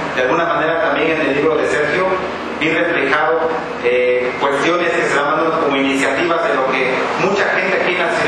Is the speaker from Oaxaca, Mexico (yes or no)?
yes; Oaxaca, Mexico; born there; Desafortunadamente, yo nací aquí en la ciudad de Oaxaca, ¿no? Mis padres no son los dos de la Sierra Norte, entonces la idea yo saco de zapoteca y mixteca.